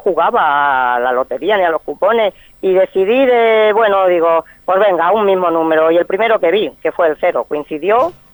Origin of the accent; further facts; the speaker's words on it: Madrigalejo, Extremadura, Spain; recorro pues mi pueblo, que es Vegas Altas, Madrigalejo